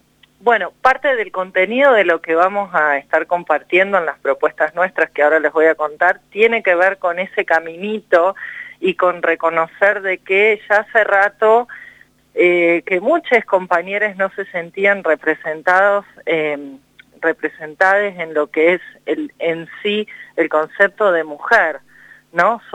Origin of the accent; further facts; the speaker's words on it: Merlo, San Luis, Argentina; Yo soy de Merlo, así es, sí, bien al norte. También estoy muy cerquita del límite con Córdoba.